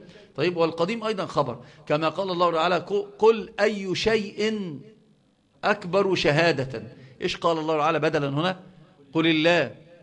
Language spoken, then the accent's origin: Arabic; Upper Egypt, Egypt; حتى عندنا في الصعيد يقسمون